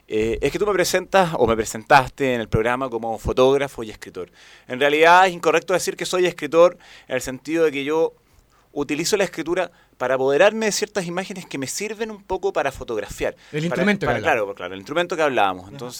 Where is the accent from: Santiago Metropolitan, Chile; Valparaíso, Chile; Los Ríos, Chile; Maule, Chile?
Santiago Metropolitan, Chile; Santiago; Yo me crié mucho en barrio, por ejemplo, me crié en Franklin.